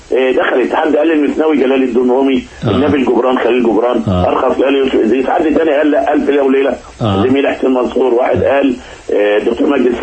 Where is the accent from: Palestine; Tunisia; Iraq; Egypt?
Egypt; الوطن في عينينا دايما كمصريين